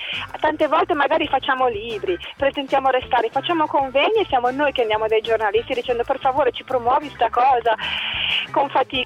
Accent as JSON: {"language": "Italian", "town": "Genoa", "region": "Liguria", "country": "Italy", "said": "fra l'altro io sono genovese"}